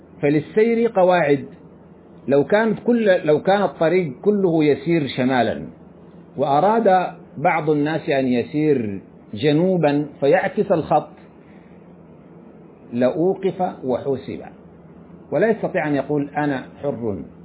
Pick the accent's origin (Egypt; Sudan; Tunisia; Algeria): Sudan; كما يفعل بعض الناس عندنا في السودان،